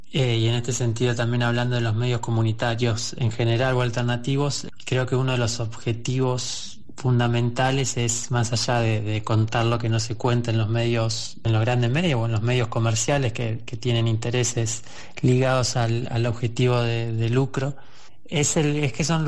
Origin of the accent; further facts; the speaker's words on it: Las Grutas, Río Negro, Argentina; soy de Las Grutas